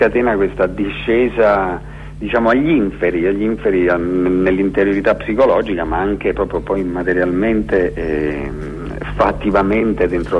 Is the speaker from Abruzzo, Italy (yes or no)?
yes; Abruzzo, Italy; accent: Abruzzese; io ho sempre avuto un rapporto idiosincratico con il mio dialetto, cioè il dialetto abruzzese